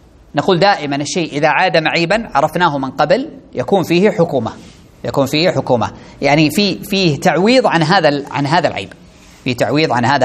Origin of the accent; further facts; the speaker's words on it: Saudi Arabia; طيب عندنا في السعودية اثنين كذا